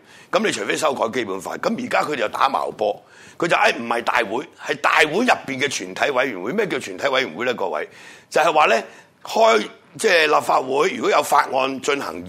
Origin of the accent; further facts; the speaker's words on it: Hong Kong; 但我哋土生土長，我哋嘅下一代點算